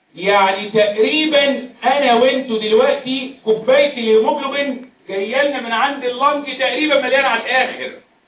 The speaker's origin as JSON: {"language": "Arabic", "country": "Egypt", "said": "انت عارف بلادنا مصر لا هي مرتفعات ولا منخفضات. احنا بلدنا على مستوى سطح البحر."}